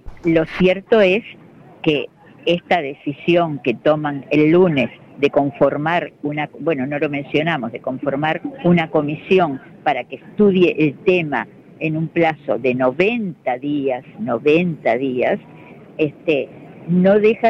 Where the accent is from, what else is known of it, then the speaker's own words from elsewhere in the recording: Uruguay; Nosotros podemos decidir qué es lo que queremos hacer con el río como uruguayos y de la parte que nos corresponda como Uruguay